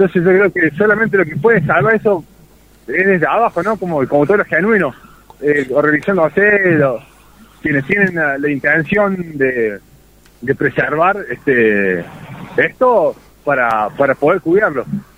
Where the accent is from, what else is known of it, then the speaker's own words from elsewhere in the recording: Córdoba, Argentina; Yo soy de Ciudad Córdoba, tengo 37 años, he visto cómo, conozco este valle de hace mucho, de haber venido de pibe, ¿no?